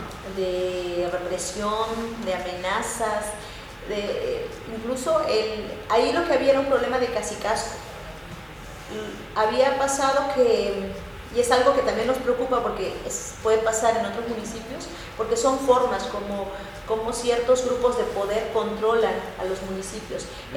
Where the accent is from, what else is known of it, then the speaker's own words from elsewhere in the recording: Chapultenango, Chiapas, Mexico; los que comenzamos es Chapultenango, de donde soy yo